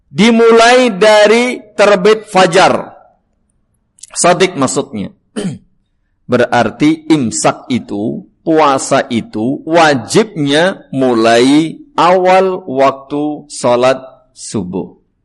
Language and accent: Indonesian; Java, Indonesia; Paling pas bahasa Jawa karena saya orang Jawa ya, mohon maaf.